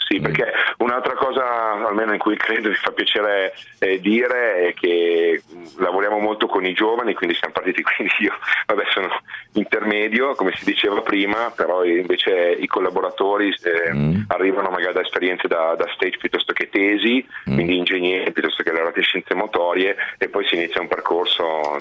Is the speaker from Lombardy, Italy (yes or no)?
no; Biella, Piedmont, Italy; A Biella.